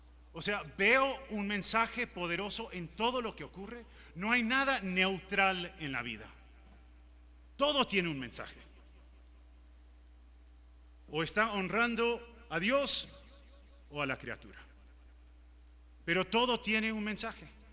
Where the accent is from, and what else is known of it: Uruguay; born or raised there